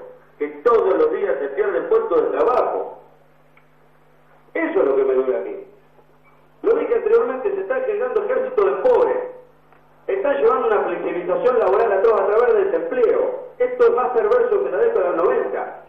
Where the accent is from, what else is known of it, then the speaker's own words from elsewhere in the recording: Rosario, Santa Fe, Argentina; nosotros venimos de Rosario y somos tristemente hoy por los índices